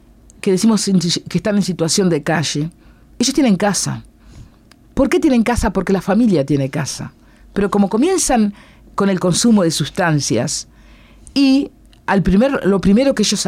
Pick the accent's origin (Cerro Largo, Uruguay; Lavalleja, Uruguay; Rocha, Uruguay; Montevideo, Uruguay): Cerro Largo, Uruguay; Yo soy de Cerro Largo, fuimos a Cerro Largo, pero fuimos a la localidad de Río Branco.